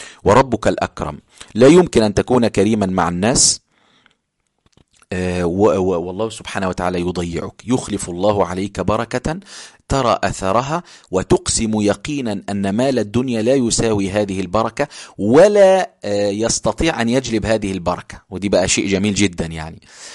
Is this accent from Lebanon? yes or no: no; Egypt; accent: Egyptian; يعني دي لهجتنا احنا في مصر، ان احنا بنتكلم بسرعه شويه